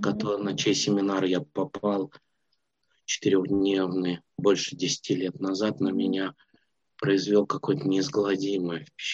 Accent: Minsk, Belarus; Я родом из Минска, я вернулся обратно в Минск.

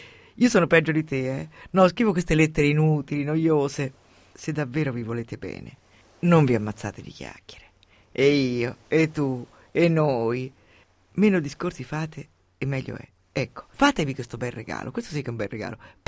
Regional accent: Umbria, Italy; born there; Io sono nata in Umbria e sono una donatrice molesta. Dove sono nata è il dono importante.

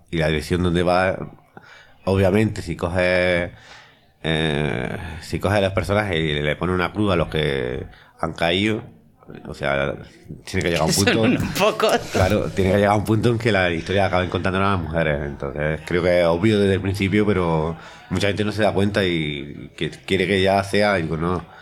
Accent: Deifontes, Andalusia, Spain; están muy orgullosos porque ven que alguien de Difontes, sin, con una mano delante y otra detrás

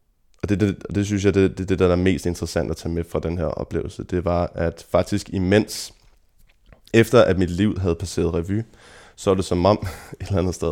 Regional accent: Kikkesåby, Zealand, Denmark; also born or lived in Copenhagen; jeg blev født i København, men at jeg har vokset op ude i Lejre Kommune i en lille landsby, der hedder Kikkesåby, hvor jeg tilbragte mange af de første år af mit liv.

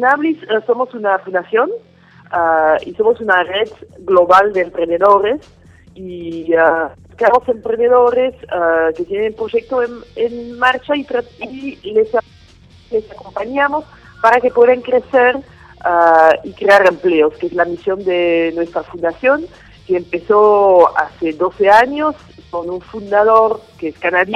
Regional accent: Belgium; Spanish is a second language; also born or lived in South Africa; now in Buenos Aires, Argentina; Sí, yo soy belga.

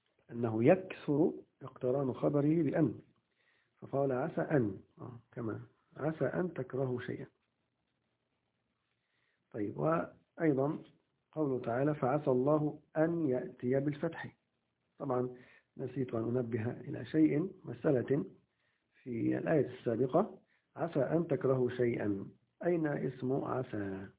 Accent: Egypt; في المدارس التعليمية الحكومية عندنا في مصر

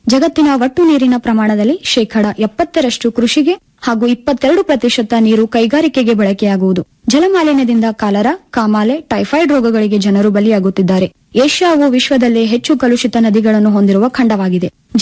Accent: Karnataka, India; ನಾನು ಮೂಲತಃ ಕಲಬುರಗಿ ಜಿಲ್ಲೆಯವಳು.

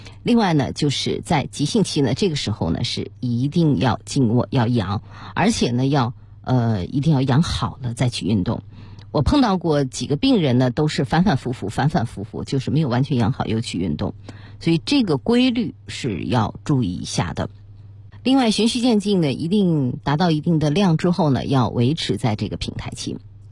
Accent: Beijing, China; 我们北京人呢喜欢吃涮火锅

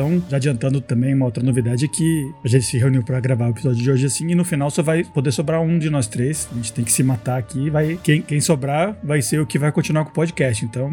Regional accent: Colombia; Isso lá na Colômbia, onde eu cresci, né? Eu me eduquei lá.

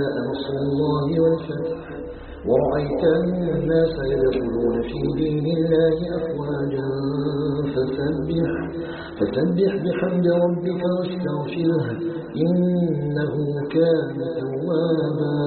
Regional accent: Algeria; أن يجعل بلدنا الجزائر بلدا آمنا مطمئنا وسائر بلاد المسلمين

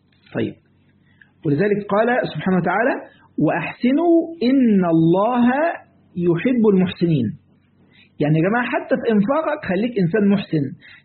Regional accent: Egypt; اللي هو اللي هنا عندنا في مصر، لازم هنا في مصر يعني

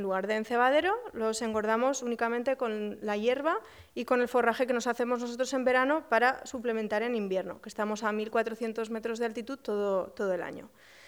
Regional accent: Huesca, Aragon, Spain; aunque yo soy originaria de Huesca

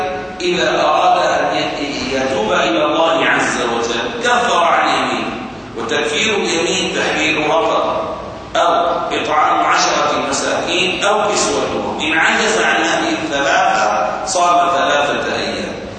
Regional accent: Syria; هذه الحدود اليوم عندنا في سوريا مثلا توجد أحجار المساحة

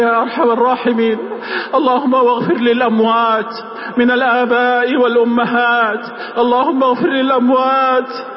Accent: Saudi Arabia; اللهم احفظ بلادنا المملكة العربية السعودية

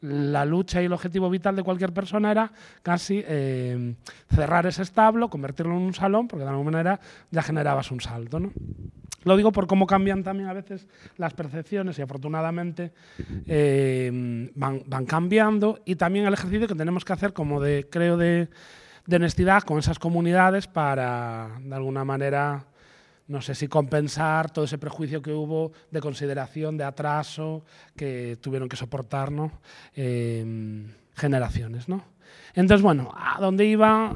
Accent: Galicia, Spain; accent: Galician; yo vengo de otro contexto, vamos, por mi acento supongo que lo habréis detectado, que es de Galicia.

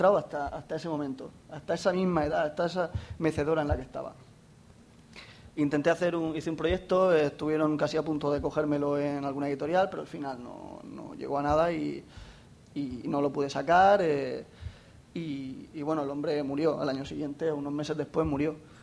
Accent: Jacarilla, Valencian Community, Spain; Me enteré que en mi pueblo, en Jacarilla, había un anciano que yo lo conocía de toda la vida.

